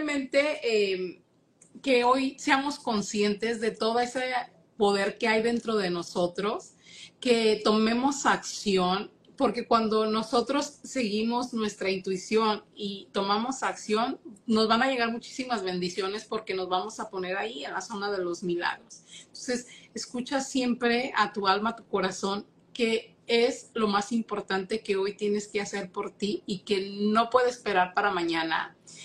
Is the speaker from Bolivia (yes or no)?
no; Mexico; now in Michigan, United States; vivo en Estados Unidos